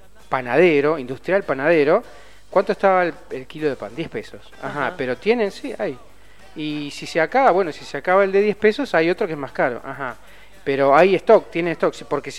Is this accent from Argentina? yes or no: yes; Argentina; Yo también.